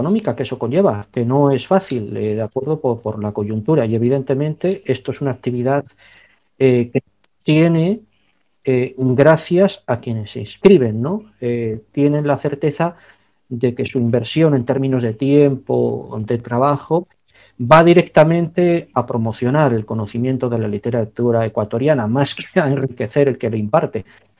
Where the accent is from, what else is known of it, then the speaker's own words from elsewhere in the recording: Basque Country, Spain; Es algo que siempre he tenido muy presente como ciudadano vasco